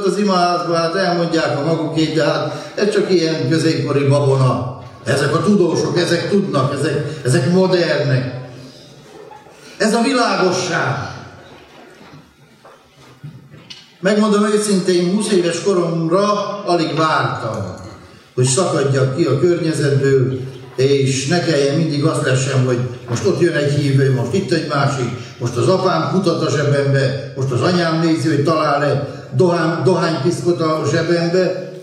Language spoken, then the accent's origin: Hungarian; Săcueni, Bihor, Romania; Ahogy felnőttem Székelyhídon, ahonnan származom